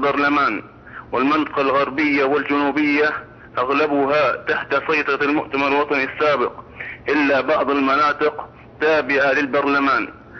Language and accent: Arabic; Libya; في بلادنا ليبيا بقينا حائرين من هو ولي أمرنا